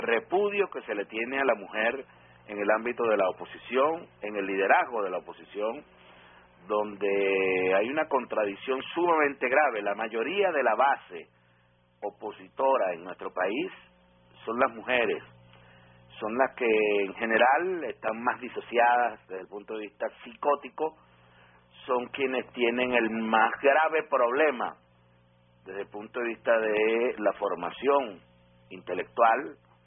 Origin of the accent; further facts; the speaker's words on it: Venezuela; da vergüenza como venezolano